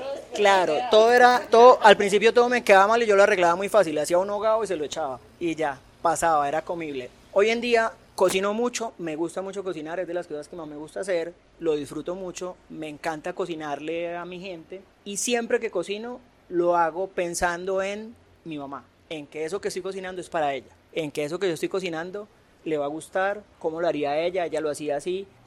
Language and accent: Spanish; Cúcuta, Norte de Santander, Colombia; Yo soy de Cúcuta, entonces cuando yo llegué, llamada a larga distancia.